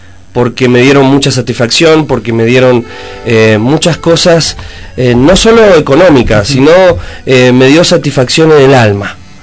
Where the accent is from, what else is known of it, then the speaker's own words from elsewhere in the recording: Buenos Aires, Argentina; born there; Nací en Buenos Aires.